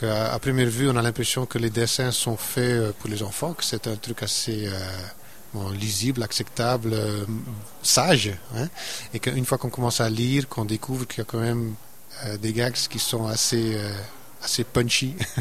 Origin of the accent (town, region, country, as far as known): Flanders, Belgium; accent: Flemish; first language Dutch; French is a second language